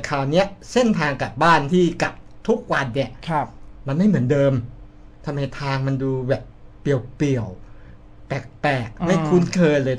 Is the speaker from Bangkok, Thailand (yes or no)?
no; Khon Kaen, Thailand; ลุงเขาบอกบ้านอยู่ไหนพอบอกปุ๊บว่าอยู่อำเภอหนึ่งอำเภอหนึ่งในจังหวัดขอนแก่น